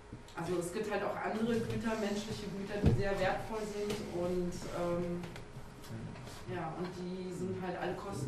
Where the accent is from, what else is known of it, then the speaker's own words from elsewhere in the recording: Turkey; ich war in der Türkei, das ist mein Heimatland.